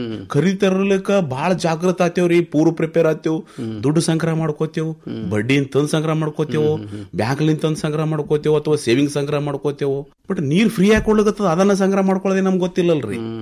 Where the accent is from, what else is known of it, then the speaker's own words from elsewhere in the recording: Mashala, Karnataka, India; ನಾನು ಹುಟ್ಟೂರು ಮಾಶಾಳ, ತಾಲೂಕಾ ಅಫಜಲ್ಪುರ, ಇದೇ ಕಲಬುರಗಿ ಜಿಲ್ಲೆ.